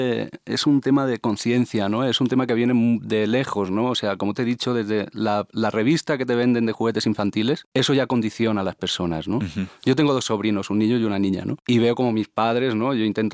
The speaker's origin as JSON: {"language": "Spanish", "town": "Barcelona", "region": "Catalonia", "country": "Spain", "tie": "born or raised there", "said": "yo vengo de Barcelona, ¿no? O sea, Barcelona para mí es una ciudad en cuanto a, pues, bueno, pues muy para el frente, muy, como decimos allá, como muy avanguardista en temas de género"}